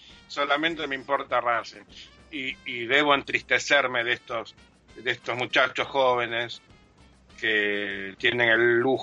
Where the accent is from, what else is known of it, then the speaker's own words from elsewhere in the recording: Japan; porque soy japonés, porque es una cultura que respeta a sus mayores